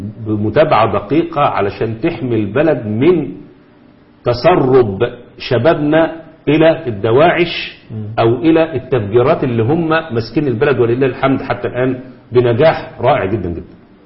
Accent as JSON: {"language": "Arabic", "country": "Egypt", "said": "نقول بلدنا مصر"}